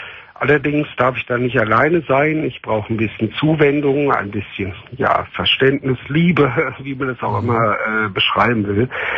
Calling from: Cologne, North Rhine-Westphalia, Germany; Ich glaube, ich komme hier aus der Ecke Köln.

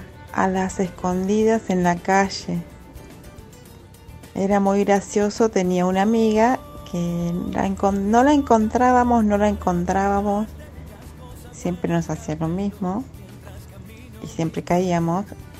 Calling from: Hurlingham, Buenos Aires Province, Argentina; de Hurlingham

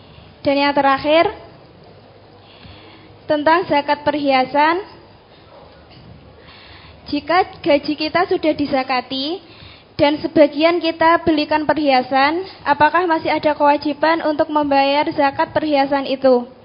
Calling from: Pakis Baru, East Java, Indonesia; saya dari Desa Pakis Baru, Kecamatan Nawangan, Kabupaten Pacitan.

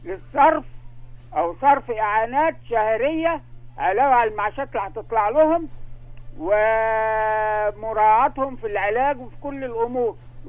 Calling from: Alexandria, Alexandria Governorate, Egypt; من اسكندرية يا فندم.

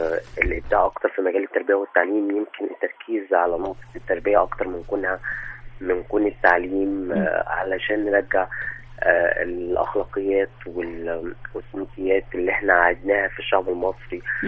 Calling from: Sharqia Governorate, Egypt; أنا أتكلم من الشرقية.

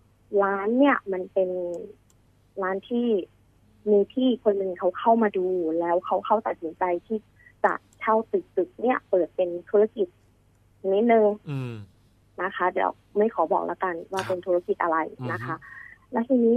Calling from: Nonthaburi, Thailand; นนทบุรีค่ะ

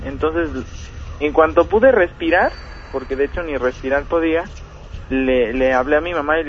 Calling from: Chilpancingo, Guerrero, Mexico; Ay, soy de Chilpancingo.

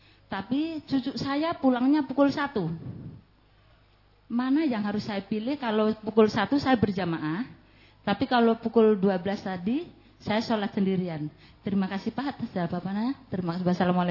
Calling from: Pontianak, West Kalimantan, Indonesia; Perkenalkanlah, saya dari Pontianak tadi, Bu.

